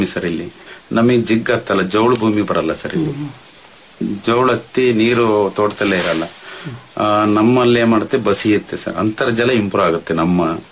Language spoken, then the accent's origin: Kannada; Karnataka, India; ನಮ್ಮಲ್ಲಿ ನಮ್ಮ ಕರೂರು ತಾಲೂಕು ನಮ್ಮ ಗ್ರಾಮದಲ್ಲಿ ಏನಾಗಿದೆ ಸರ್ ಅಂದ್ರೆ, ನಾವು 150 ಅಡಿ ಬೋರ್ವೆಲ್ ಹಾಕ್ಸ್ತಿದ್ವು